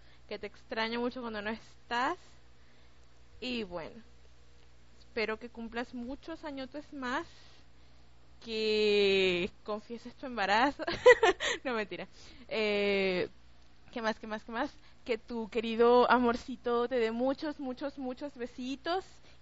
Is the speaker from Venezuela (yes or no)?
yes; Venezuela; O sea, yo soy venezolana y estoy cantando una canción mexicana, no puede ser.